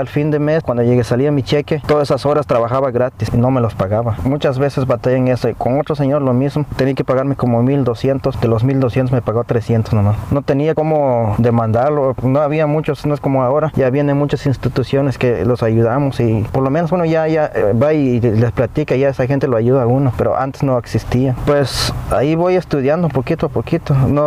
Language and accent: Spanish; Guatemala; now in United States; Pues en mi país pues está más difícil.